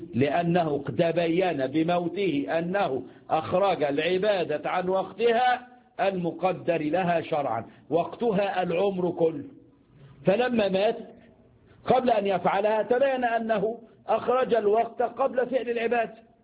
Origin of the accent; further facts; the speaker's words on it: Egypt; عندنا في مصر يقول لك الصحة فل وبيأكل سمنة بلدي